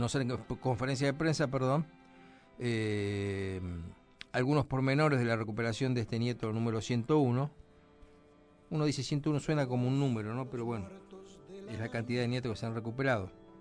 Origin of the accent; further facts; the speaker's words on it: Florida, Buenos Aires Province, Argentina; born there; Ahí nací yo, en Florida, hace unos años de esto.